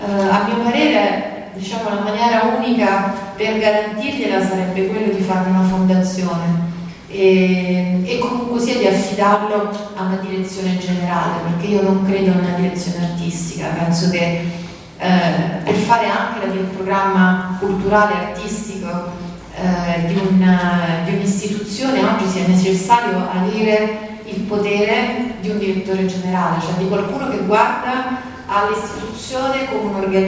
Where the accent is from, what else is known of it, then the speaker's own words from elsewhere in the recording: Rome, Lazio, Italy; come romana, ho frequentato moltissimo il museo in tutti questi anni, compatibilmente col fatto che per qualche anno appunto sono stata, vivevo altrove, e dirigevo un museo in Toscana.